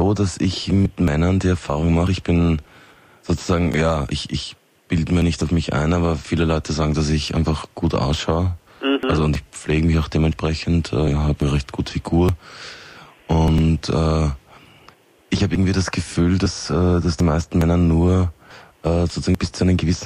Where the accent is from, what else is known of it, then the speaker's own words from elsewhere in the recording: Austria; dass das hier bei uns in Österreich